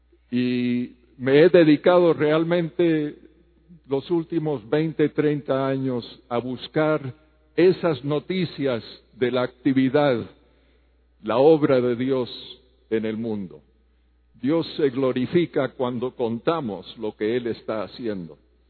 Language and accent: Spanish; Havana, Cuba; moved away; also born or lived in Spain / Morocco / Costa Rica / Colombia; vengo de una familia misionera. Yo nací en La Habana, Cuba. Mis padres eran norteamericanos. Me crié en Cuba con mis tres hermanos. Luego fuimos a España y Marruecos.